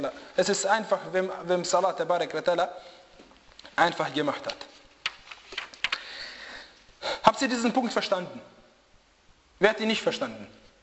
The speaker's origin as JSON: {"language": "German", "country": "Bosnia & Herzegovina", "said": "Wallahi, die schauen mich an, von wo bist du? Ich sage, aus Bosnien."}